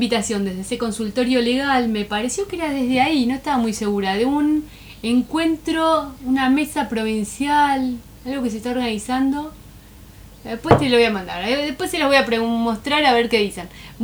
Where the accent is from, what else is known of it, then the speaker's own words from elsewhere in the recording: Punta Indio, Buenos Aires Province, Argentina; nos damos cuenta que somos varios de Punta Indio.